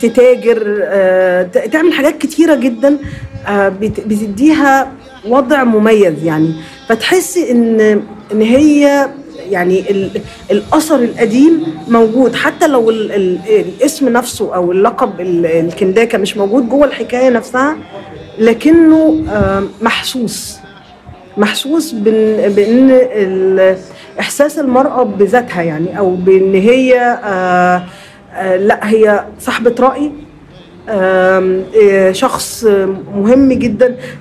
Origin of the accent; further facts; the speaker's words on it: Aswan Governorate, Egypt; يعني مثلا احنا عندنا في النوبة في شيء مش موجود اعتقد في يعني في اماكن كتير في العالم